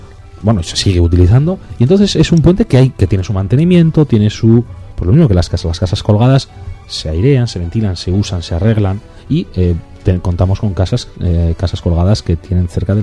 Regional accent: Montejo de San Miguel, Castile and León, Spain; no me toques la fibra, que yo soy de Montejo.

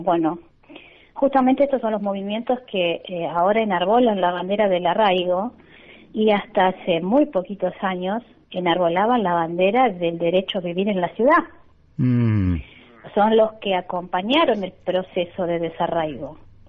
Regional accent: Buenos Aires Province, Argentina; now in Santiago del Estero, Argentina; Yo estoy en Santiago del Estero radicada hace 3 años, vengo de Buenos Aires, vengo del conurbano.

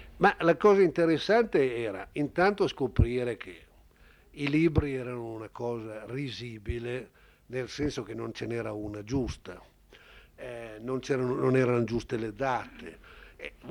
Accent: Piedmont, Italy; per me, che vengo dal Piemonte, è un po' scioccante

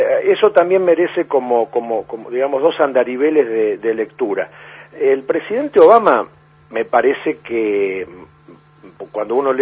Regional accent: Argentina; nosotros como argentinos, ¿no es cierto?, tenemos como una especie de condición austral extrema

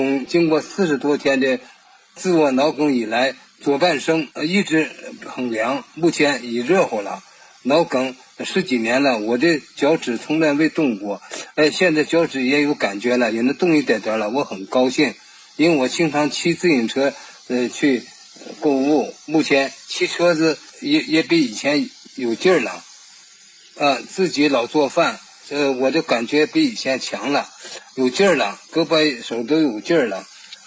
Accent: Shanxi, China; now in Beijing, China; 今年72岁，现住昌平村昌平肖村。我是山西人

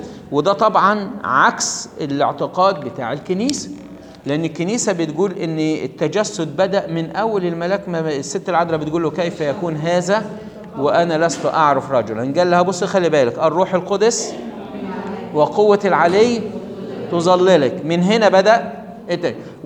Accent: Egypt; وكان طبعا عندنا في مصر يوم 11 طوبة دوه بيقولوا، او عندنا في مصر كان المصريين الفراعنة بيقولوا

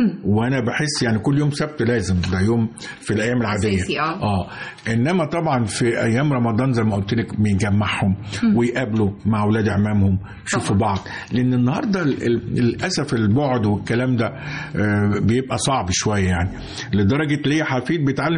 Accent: Egypt; في حاجة ما كانتش معروفة عندنا في مصر

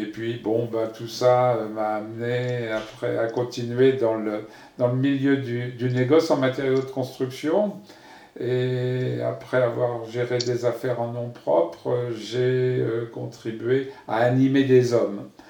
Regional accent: Paris, Île-de-France, France; born there; Je suis français, né à Paris en 1948. J'ai donc 71 ans aujourd'hui, ou 72 ans.

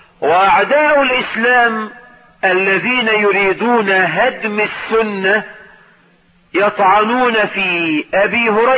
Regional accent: Egypt; بلدنا مصر

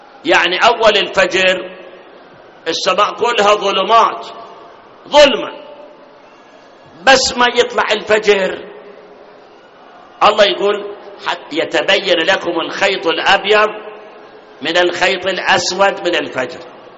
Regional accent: Karbala, Karbala Governorate, Iraq; فإذا بلدنا العراق وكربلاء إذا صارت مثل القطب الشمالي والجنوبي معناه متنا

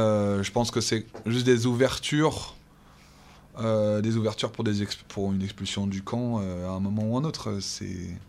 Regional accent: France; nous en tant que Français on peut un peu s'en saisir

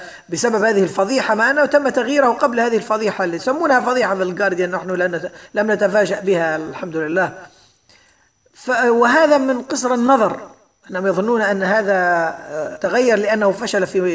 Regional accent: Libya; وخاصة في بلدنا ليبيا بالذات

